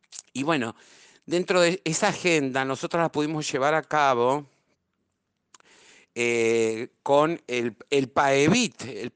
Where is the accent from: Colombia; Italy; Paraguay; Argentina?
Argentina; also born or lived in Europe; salí de Europa despavorida. Había sido un fracaso la experiencia europea. Fueron 10 años. Entonces, cuando retorné a la Argentina